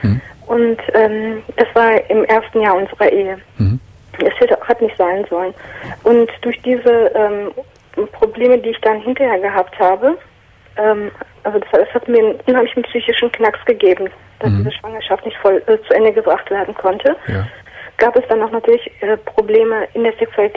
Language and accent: German; Turkey; now in Germany; Und zwar bin ich Türkin